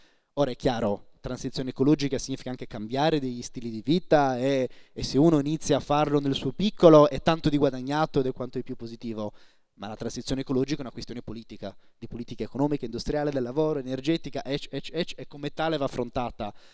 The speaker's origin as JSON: {"language": "Italian", "region": "Sardinia", "country": "Italy", "said": "io sono sardo, studio a Bologna ma sono sardo"}